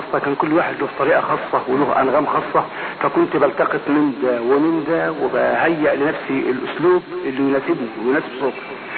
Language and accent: Arabic; Dakahlia, Egypt; من منية محل الزمن تقهلي مركز المنصورة